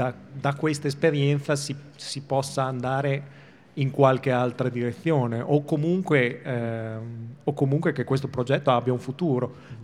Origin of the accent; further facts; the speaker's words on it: Bologna, Emilia-Romagna, Italy; Ah, questa non la io da bolognese non la conoscevo, ma va bene.